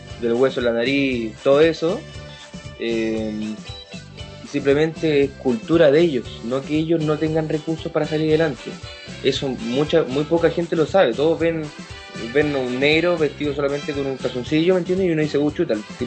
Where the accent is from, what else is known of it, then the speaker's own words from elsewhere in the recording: Chile; Bueno, principalmente era llamativo mi acento, porque sabían que yo era extranjero, y me preguntaba dónde era. Yo le decía de Chile.